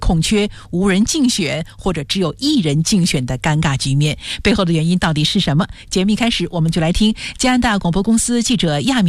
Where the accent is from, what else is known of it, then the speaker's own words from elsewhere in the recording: China; 用我们中国人的话来说呢，就是这些基层的父母官没人愿意干了。